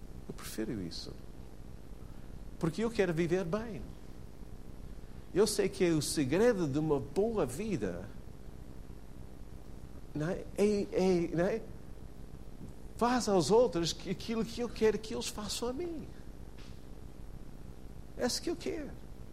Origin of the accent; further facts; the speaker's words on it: United States; Portuguese is a second language; eu sou americano, mas não sou parvo.